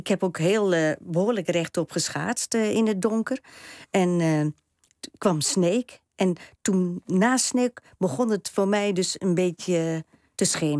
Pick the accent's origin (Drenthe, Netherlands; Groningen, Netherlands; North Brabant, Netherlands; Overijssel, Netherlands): Overijssel, Netherlands; Staphorst; ja, ik kom oorspronkelijk uit Staphorst.